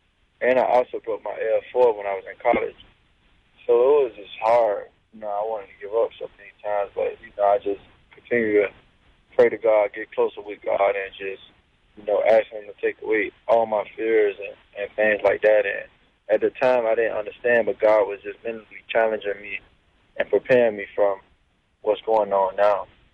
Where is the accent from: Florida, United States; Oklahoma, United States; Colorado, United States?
Florida, United States; Miami; You know, it was hard. You know, growing up in Miami, you know, I just was one of those kids that always had a vision of making it out.